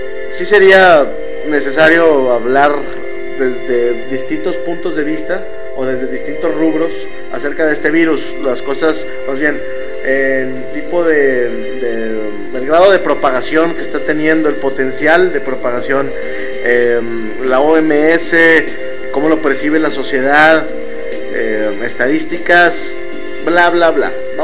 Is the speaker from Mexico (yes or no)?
yes; Monterrey, Nuevo León, Mexico; yo soy de Monterrey. Bueno, la mayoría decimos somos de Monterrey, aunque vivamos en otros municipios